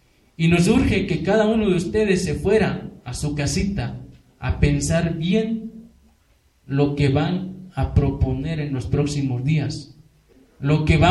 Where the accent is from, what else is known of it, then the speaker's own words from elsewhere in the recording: Guerrero, Mexico; porque somos guerrerenses, somos campesinos